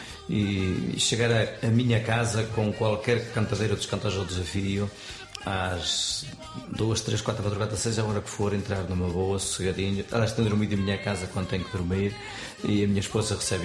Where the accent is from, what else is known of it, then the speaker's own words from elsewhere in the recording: Norte, Portugal; tenho muito orgulho também de ser de onde sou